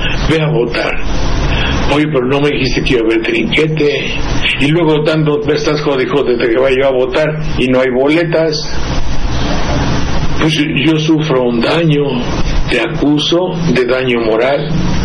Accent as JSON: {"language": "Spanish", "country": "Mexico", "said": "porque yo soy un mexicano de cultura media"}